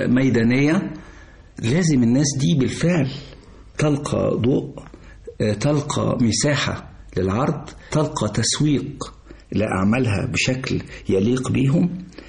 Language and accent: Arabic; Sharqia Governorate, Egypt; احنا عندنا في الشرقية مثلا بلد كاملة عايشة على زراعة البردي